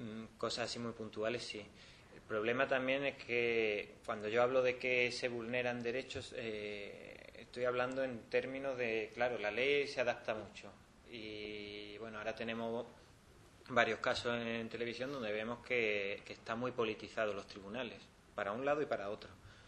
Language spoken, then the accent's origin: Spanish; Andalusia, Spain; Yo soy andaluz y soy muy exagerado, los andaluces exageran muy.